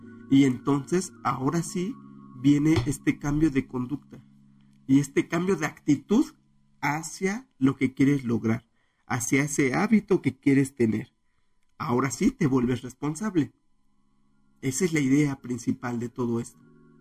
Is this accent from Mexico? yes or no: yes; Mexico; como buenos mexicanos que somos